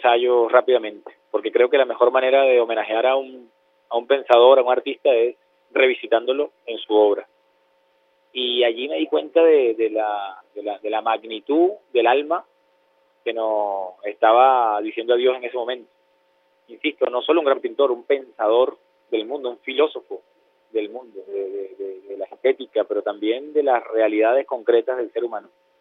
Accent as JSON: {"language": "Spanish", "country": "Venezuela", "said": "te estoy hablando como venezolano, como un hombre que ama las artes."}